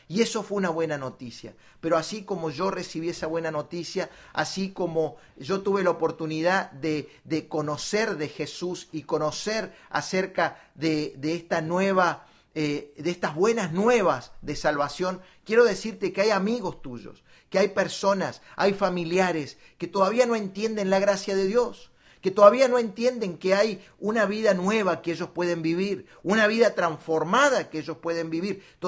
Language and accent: Spanish; Córdoba, Argentina; Nosotros vivíamos en Argentina, yo vengo desde Argentina, desde Córdoba, Argentina